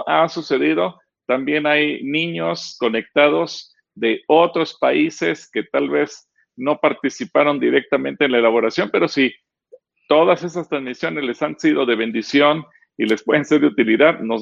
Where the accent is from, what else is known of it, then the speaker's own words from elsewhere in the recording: Mexico; así como los mexicanos celebramos el 15 de septiembre como nuestro día patrio